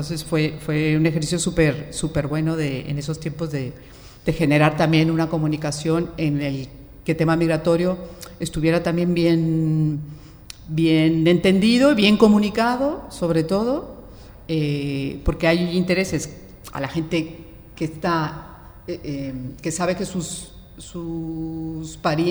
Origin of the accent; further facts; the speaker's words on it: Mexico; soy de origen mexicano, de México ya hacía bastante radio